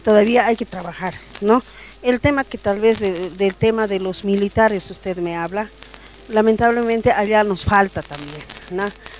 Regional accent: Bolivia; Quiero invitarle, como boliviana también quiero invitarle

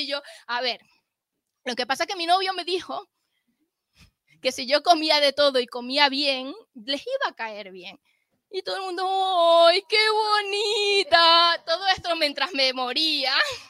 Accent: Venezuela; Además, yo soy venezolana, para que los que no lo sepan

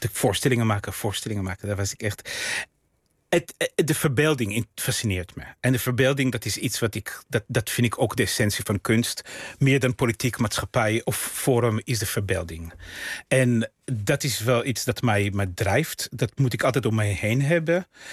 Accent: Israel; first language Russian; Dutch is a second language; now in Netherlands; Ik ben opgegroeid in Israël, dus met ouders die, toen ik klein was, nog nauwelijks Hebreeuws spraken. Dus ik had echt een immigrantentaal.

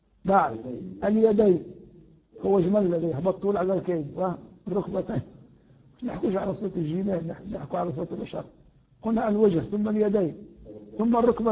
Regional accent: Tunisia; علينا أن لا نتبع هذا العرف في بلدنا تونس

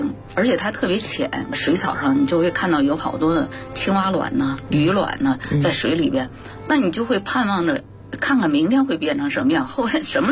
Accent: Beijing, China; 我是在永定河边长大的，我从小1岁就在那儿，从出生到16岁参军

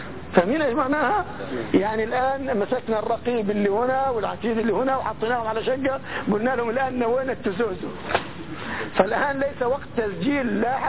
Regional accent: Palestine; في مثل عندنا في بلادنا، احنا قرويين فلسطينيين قرويين

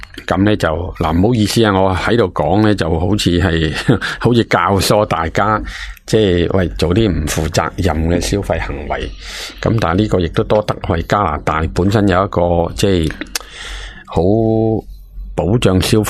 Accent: China; 咁西人咧就冇我哋中国人咁好镬气啊

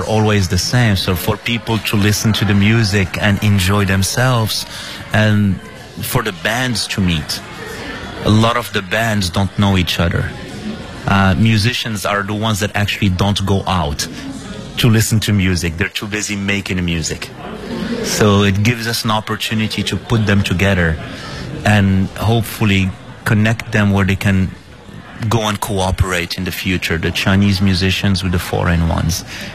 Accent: Morocco; now in Beijing, China; I'm from Morocco, and I've been in Beijing, China now for 14 years.

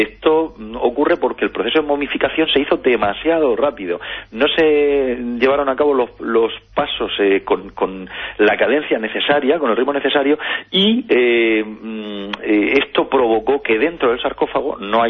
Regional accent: Region of Murcia, Spain; Y estas ramblas, que en mi tierra, por ejemplo, hay muchas, y hay catástrofes relacionadas con ellas, la rambla de Puerto Lumbreras, el Campín Este de Bolnuevo, Mazarrón

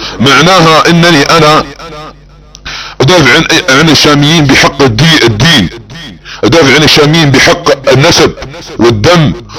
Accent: Saudi Arabia; يعني انا كسعودي وكمحب لوطني وفي عنقي بيع لولاة امر وحكامي على السعود، ودافع عن شعبنا وعن وطننا، ونحن السعوديون نتعرض لاكبر هجمة تكفيرية على بلادنا

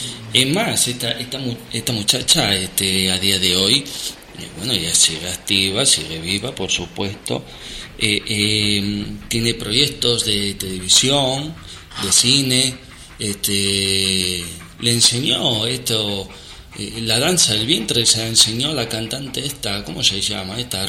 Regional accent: Argentina; yo, como no se nota por mi acento, soy argentino

